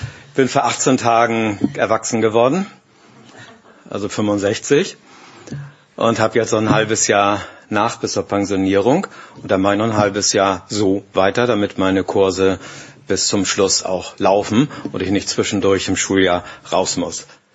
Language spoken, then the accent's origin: German; Glinde, Schleswig-Holstein, Germany; Ich komme aus Glinn. Bei uns steht auf dem Ortsschild auch Glinde und darunter Glinn.